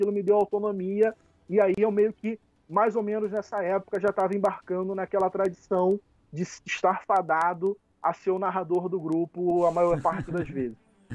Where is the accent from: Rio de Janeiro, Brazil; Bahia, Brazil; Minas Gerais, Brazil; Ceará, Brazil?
Rio de Janeiro, Brazil; Saquarema; Eu sou do interior do Rio, Saquarema.